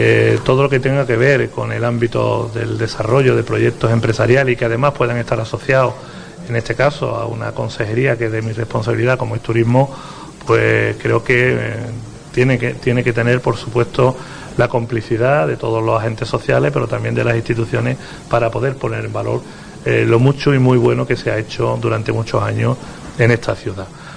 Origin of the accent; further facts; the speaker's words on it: Cádiz, Andalusia, Spain; porque como sabéis soy gaditano y echo mucho de menos también mi tierra.